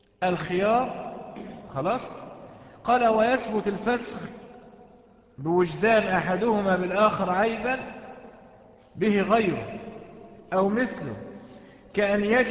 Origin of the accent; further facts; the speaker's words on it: Egypt; قصة وقعت عندنا في مصر من كام سنة كده